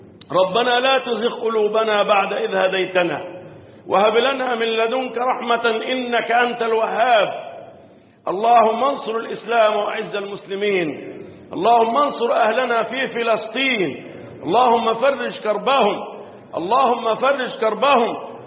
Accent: Egypt; اللهم احفظ بلدنا مصر

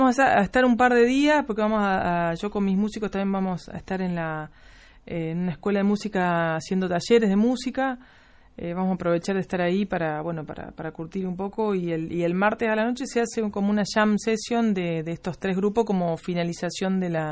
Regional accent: Los Surgentes, Córdoba, Argentina; Los Urgentes, que es mi pueblo natal, que es un pueblo donde del sureste de la provincia de Córdoba, casi con Santa Fe.

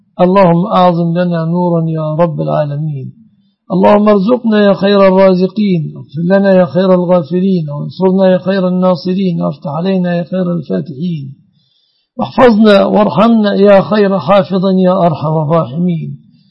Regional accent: Egypt; اللهم احفظ بلادنا مصر وسائر بلاد المسلمين آمنة مطمئنة من كل مكروه

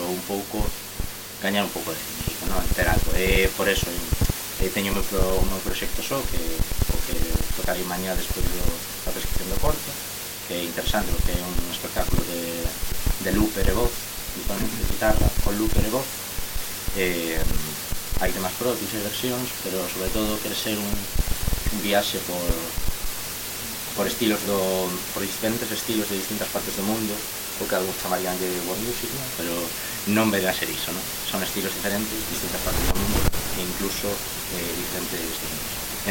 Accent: Vigo, Galicia, Spain; now in Santiago de Compostela, Spain; eu non son de Santiago, son de Vigo

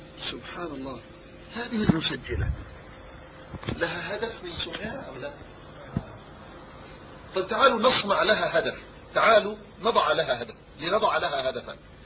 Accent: Yemen; وهناك نكتة عندنا في اليمن

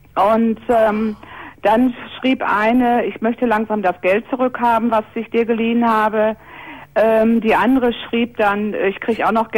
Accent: Essen, North Rhine-Westphalia, Germany; Ich komme also aus Essen und er wohnte ein paar Meter weiter.

